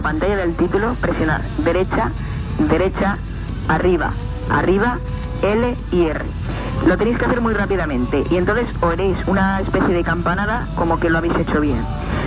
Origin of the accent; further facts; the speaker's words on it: Valencia, Valencian Community, Spain; soy de Valencia.